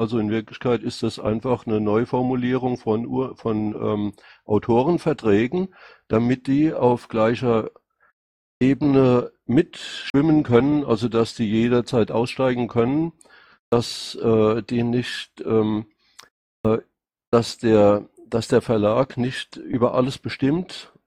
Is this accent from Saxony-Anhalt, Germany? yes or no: no; Rhineland-Palatinate, Germany; accent: Rhenish Hessian; Mein Dialekt ist aus Rheinhessen. Okay. Ja, also eine Mischung aus Hessisch und Pfälzisch.